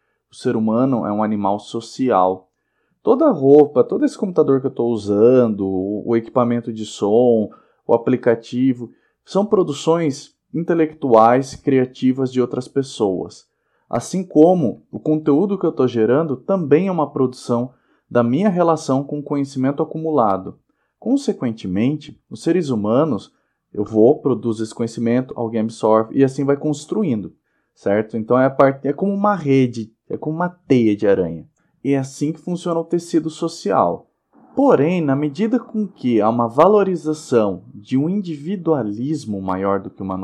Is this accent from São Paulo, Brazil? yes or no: yes; Sorocaba, São Paulo, Brazil; Vale lembrar nós, que somos aqui da região de Sorocaba, das cidades vizinhas, Piedade e Salto